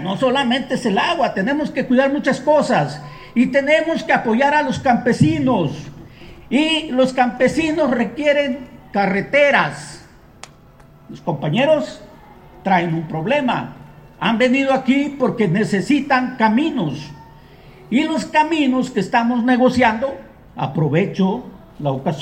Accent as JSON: {"language": "Spanish", "town": "Atoyac de Álvarez", "region": "Guerrero", "country": "Mexico", "tie": "born there", "lives_now": "Chilpancingo, Mexico", "said": "Bueno, yo soy originario de Atoyac de Álvarez Guerrero, nacido ahí, vivo en Chilpancingo el mayor tiempo de mi vida, he estado viviendo en Chilpancingo."}